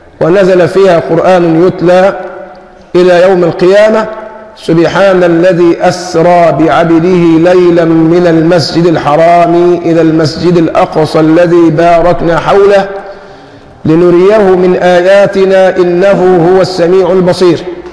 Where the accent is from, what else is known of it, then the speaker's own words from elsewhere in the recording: Egypt; وعندنا في مصر المثل الشعبي يقول فيه العيار اللي ما بيصيب بيدوش